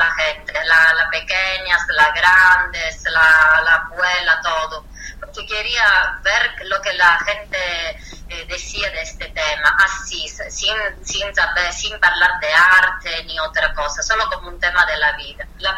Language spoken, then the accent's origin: Spanish; Southern Italy, Italy; Spanish is a second language; mi pueblo, donde vengo del sur de Italia, Italia es un país